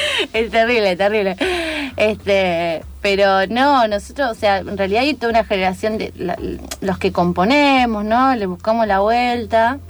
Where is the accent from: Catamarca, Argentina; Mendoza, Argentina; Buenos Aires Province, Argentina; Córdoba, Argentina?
Buenos Aires Province, Argentina; Azul; yo soy de Azul, ¿no? Provincia de Buenos Aires